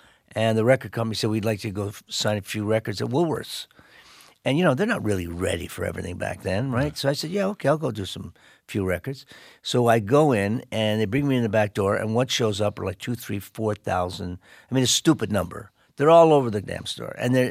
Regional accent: Canada; representing Canada, and I'm still a Canadian.

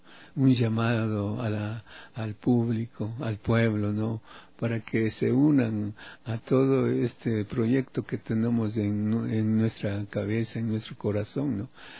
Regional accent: Ibarra, Imbabura, Ecuador; now in Quito, Ecuador; Yo desde hace 24 años que estoy aquí en Quito, ya que alguna vez dije en Ibarra, de donde yo soy, ¿no? Dije, aquí no pasa nada y me voy a Quito.

